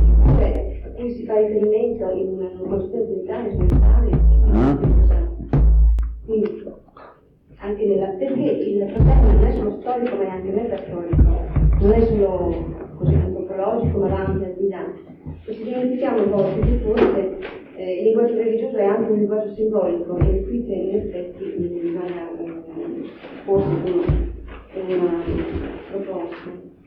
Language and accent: Italian; Trento, Trentino-Alto Adige, Italy; Sì, io sono di Trento.